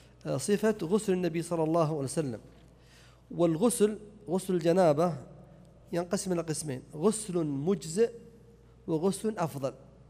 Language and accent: Arabic; Najd, Saudi Arabia; إما عليها جدايل أو سمى عندنا في نجد قرون